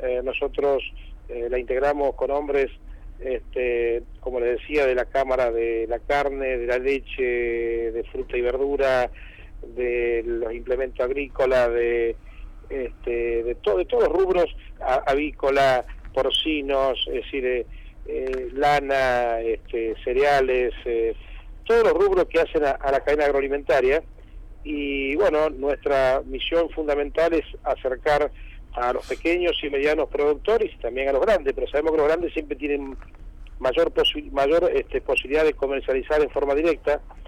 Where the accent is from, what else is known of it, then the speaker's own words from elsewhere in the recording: Argentina; más me gustaría hablarle como argentino